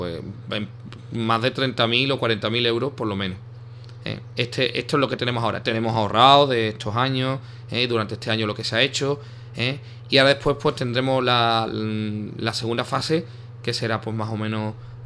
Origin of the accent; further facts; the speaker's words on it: Ubrique, Andalusia, Spain; las futuras generaciones de ubriqueños, dentro de 200 años, reciban el patrimonio como nosotros lo hemos recibido